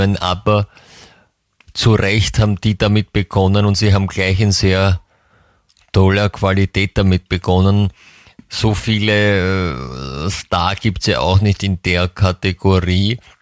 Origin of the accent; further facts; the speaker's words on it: England, United Kingdom; German is a second language; bei uns in England sagt man, würde man sagen, einschleimern zu können.